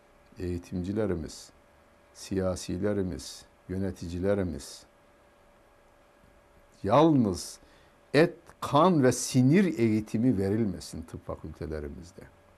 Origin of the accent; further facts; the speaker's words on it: Karaman, Turkey; Ben Karamanlıyım. Bizim köyümüz Karaman'ın elma ihtiyacını karşılardı.